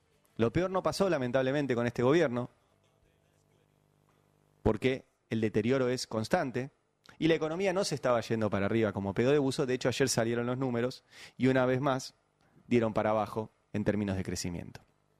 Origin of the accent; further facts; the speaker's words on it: Argentina; Digo, yo soy argentino, formo parte